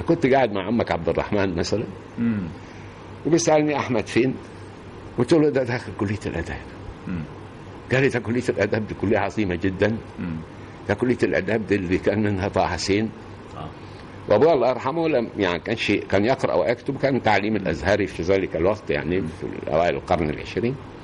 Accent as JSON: {"language": "Arabic", "town": "Al-Khadmiya", "region": "Kafr El Sheikh Governorate", "country": "Egypt", "said": "أنا أصلا رايح من القاهرة. صحيح أنا مش من القاهرة، أنا من كفر الشيخ، من قرية اسمها الخادمية، مركز كفر الشيخ."}